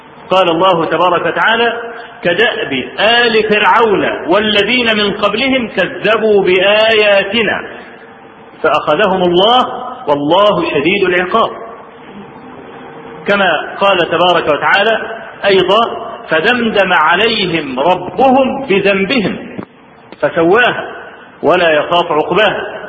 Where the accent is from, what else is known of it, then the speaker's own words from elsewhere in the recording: Egypt; الزلزال اللي حصل في مطلع سنة 90 عندنا في مصر